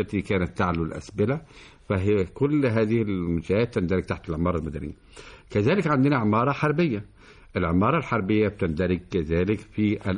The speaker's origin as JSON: {"language": "Arabic", "country": "Egypt", "said": "احنا بنشوف عندنا في مصر قلعتين مهمتين"}